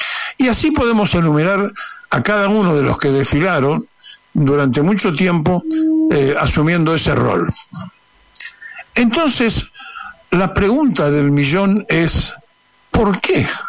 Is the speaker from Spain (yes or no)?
no; Argentina; soy miembro fundador como tantas argentinas y argentinos